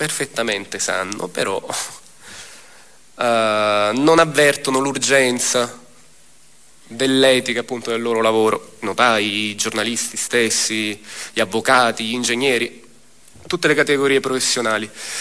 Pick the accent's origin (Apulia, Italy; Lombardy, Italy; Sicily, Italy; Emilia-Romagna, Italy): Sicily, Italy; Palermo; Ci siamo resi conto come palermitani, come siciliani, che a nessuno può essere chiesto uno sforzo sovraumano, un'esposizione eccessiva.